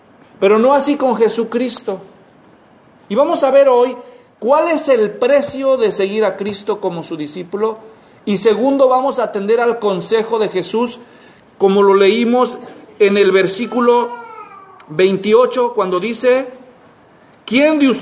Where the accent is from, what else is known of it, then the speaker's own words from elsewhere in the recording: Guadalajara, Jalisco, Mexico; En Guadalajara, de donde yo soy, hay un tianguis